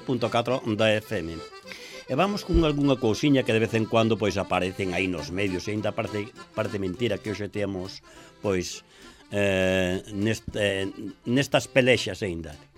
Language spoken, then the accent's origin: Galician; Galicia, Spain; Se ainda somos galegos, é pola obra e gracia da nosa lingua galega.